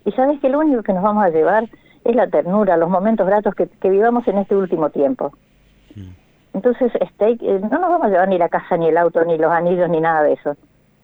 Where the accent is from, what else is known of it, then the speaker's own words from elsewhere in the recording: Berazategui, Buenos Aires Province, Argentina; yo soy de Berazategui